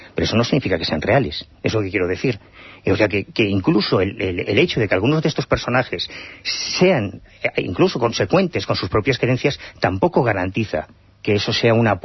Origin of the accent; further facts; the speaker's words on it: Galicia, Spain; pues yo no creo en ellos, soy gallego